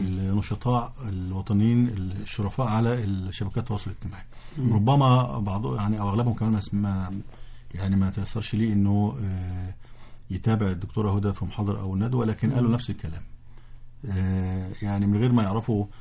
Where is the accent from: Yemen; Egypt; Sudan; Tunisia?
Egypt; إحنا كمصريين ضحك علينا فترة من الفترات